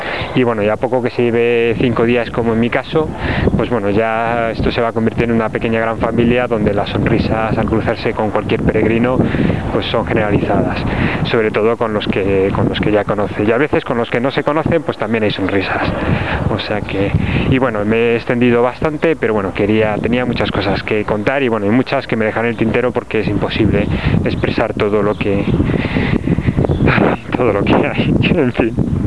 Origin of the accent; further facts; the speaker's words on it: Castile, Spain; Que como buen castellano pues soy seco y eso.